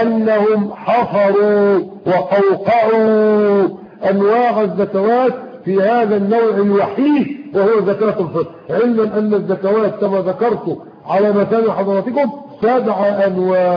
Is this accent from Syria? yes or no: no; Egypt; ده اللي حصل عندنا في مصر اخوانا وفي غيرها من البلدان